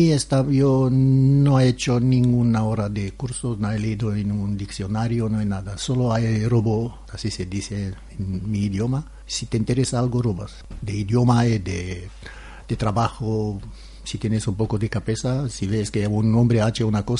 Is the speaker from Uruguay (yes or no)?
no; Transylvania, Romania; De Transilvania, es una región de Rumanía.